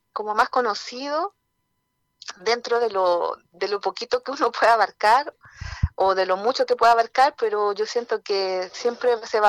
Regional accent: Lo Lleo, Valparaíso, Chile; como somos de acá de Yoyeo, en este caso nos corresponde a esta comuna acá de San Antonio

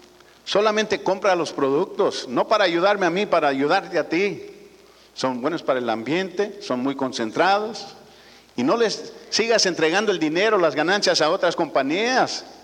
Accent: Nebraska, United States; born there; Yo nací en Nebraska, en medio del Betabel, ahí en el Betabel, en la Pisca.

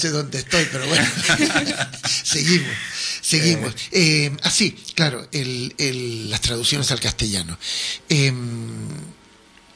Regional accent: Valparaíso, Chile; born there; En Chile. Bueno, nací en Valparaíso.

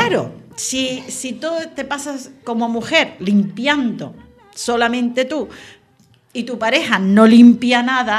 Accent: Calaf, Catalonia, Spain; Las primeras fregonas que se utilizaron en mi pueblo de Calaf

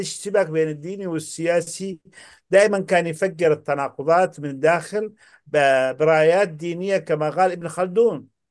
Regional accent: Yemen; انا من اليمن ومن احفاد القرامطه، انا من احفاد القرامطه.

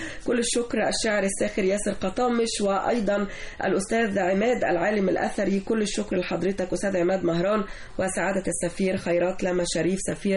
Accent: Egypt; هي جزء من حضارتنا نحن كمصريين

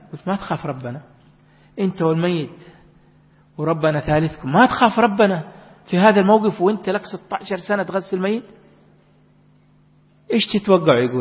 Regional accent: Makkah Province, Saudi Arabia; اللي يوصي عندنا في جدة ومكة كبار السن

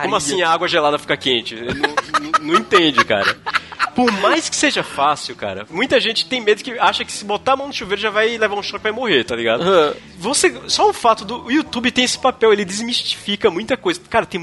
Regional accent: Maceió, Alagoas, Brazil; now in Bauru, Brazil; eu venho do Nordeste, venho lá de Maceió, né?

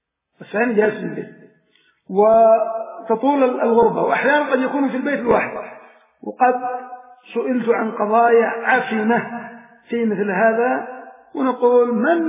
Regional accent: Aden, Yemen; نساءكم عندنا في عدن مكنوا ليأخذهم من عدن

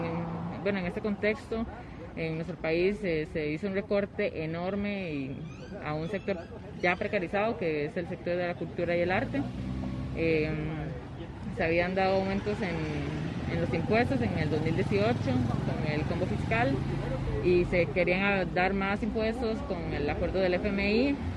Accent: Costa Rica; Somos de acá, de Costa Rica.

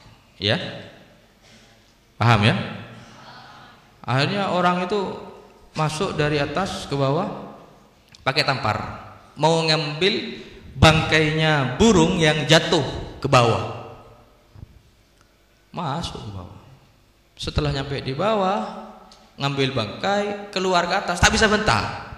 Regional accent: Indonesia; saya dari Indonesia ya, waktu itu masih baru. Ya pakai bahasa Indonesia saya. Pakai bahasa Madura.

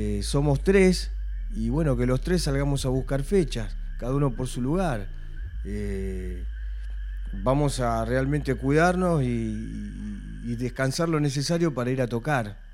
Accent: Berisso, Buenos Aires Province, Argentina; born there; sí, nacimos en Berisso, pero hay que ver cuál fue realmente la concepción

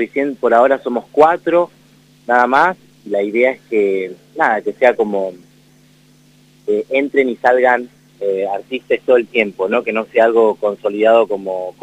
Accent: La Matanza, Buenos Aires Province, Argentina; oriundo, sí, en La Matanza, ciudad de Evita, en Buenos Aires, provincia de Buenos Aires.

